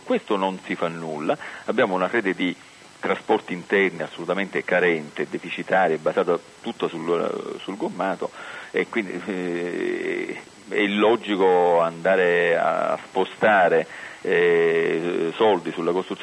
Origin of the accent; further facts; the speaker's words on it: Sicily, Italy; Noi da siciliani, ad esempio, crediamo che ci troviamo con una rete ferroviaria assolutamente disastrata